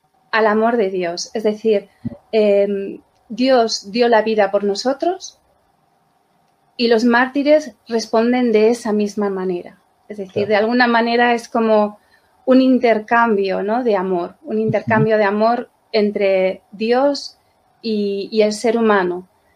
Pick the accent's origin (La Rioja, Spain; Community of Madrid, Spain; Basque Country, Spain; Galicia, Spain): Community of Madrid, Spain; Madrid; Yo le hablo desde Madrid, soy madrileña.